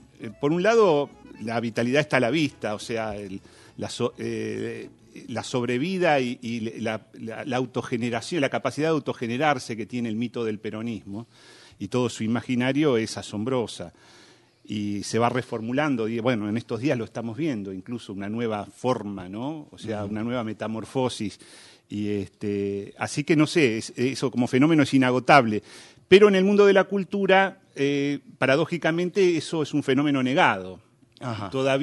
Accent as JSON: {"language": "Spanish", "country": "Argentina", "said": "Argentina parece que no calificar como país latinoamericano desde el punto de vista de la cultura, sí. ¿No? Nosotros parece que somos casi europeos"}